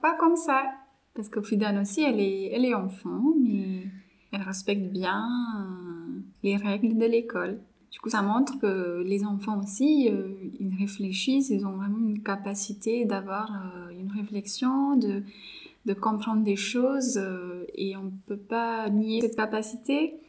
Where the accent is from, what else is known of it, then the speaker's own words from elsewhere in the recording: India; first language Marathi; French is a second language; Moi, je parle l'anglais, le français, marathi, c'est ma langue maternelle, et aussi la langue régionale. Hindi, c'est la langue nationale.